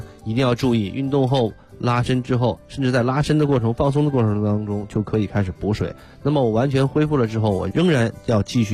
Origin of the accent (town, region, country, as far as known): China